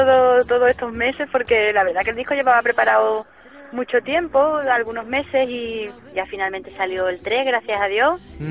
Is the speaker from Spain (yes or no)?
yes; Málaga, Andalusia, Spain; also born or lived in Madrid; yo me fui a Málaga con 3 añitos y me criaba allí y siempre, bueno, la verdad que me considero malagueña